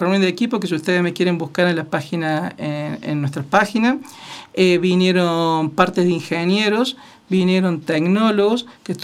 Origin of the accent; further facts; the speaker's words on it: Villa Dolores, Córdoba, Argentina; born there; Nací el 10 de enero de 1973 en el hospital de Villa Dolores, que es donde todos nacemos